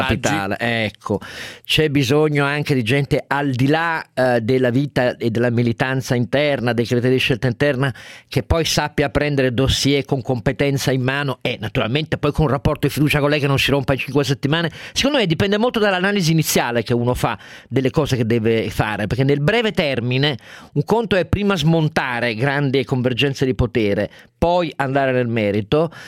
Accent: Turin, Piedmont, Italy; io sono torinese, a Torino c'era un problema

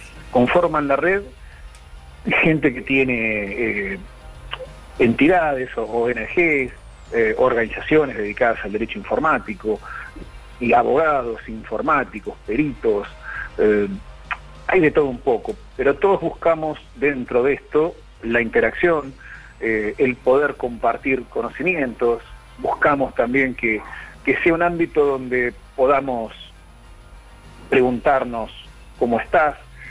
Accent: Trelew, Chubut, Argentina; Yo soy de Trelew, provincia de Chubut.

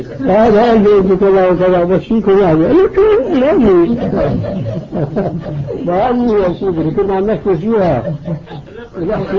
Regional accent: Damascus, Damascus Governorate, Syria; وبعض المشايخ عندنا في دمشق الشام

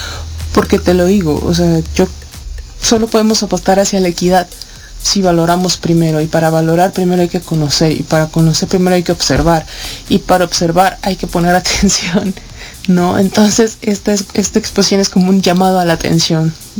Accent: Mexico; Digo, nosotros como mexicanos seguimos utilizando el término malinchista de una manera despectiva.

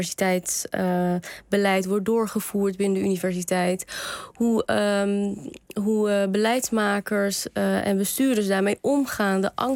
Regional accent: Kabul, Afghanistan; Ik kom uit Kabul, ja, uit Afghanistan.

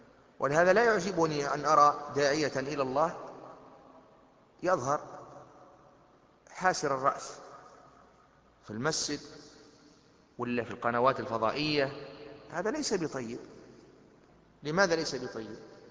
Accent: Tunisia; المظلة السعف هذه المظلة المعروفة عندنا في تونس

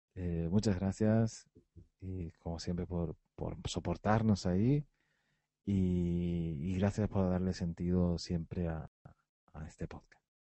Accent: Canary Islands, Spain; como somos canarios, eso sí, lo de canarios no creo que nos hayan quitado de serlo.

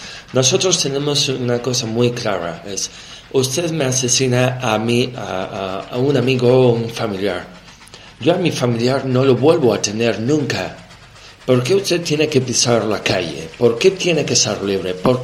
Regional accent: New York, United States; Yo soy neoyorquino, soy estadounidense

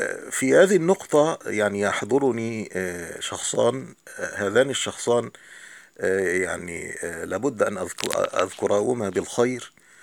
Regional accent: Egypt; وطبعا نحن كمصريين نعلم هذا

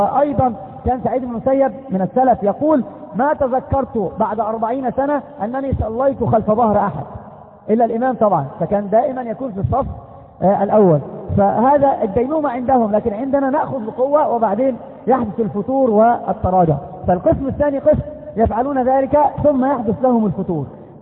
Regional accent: Egypt; كما قالوا عندنا في مصر مثل يقارب هذا المعنى

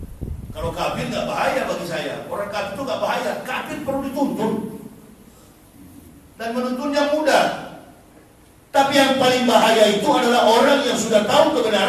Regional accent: Manado, North Sulawesi, Indonesia; born there; Manado tempat kelahiran saya nggak pernah tuh datang tsunami.

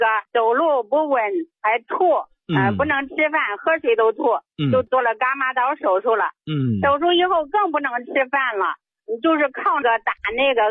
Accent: Zhengzhou, Henan, China; 我今年69岁了，我是郑州的。

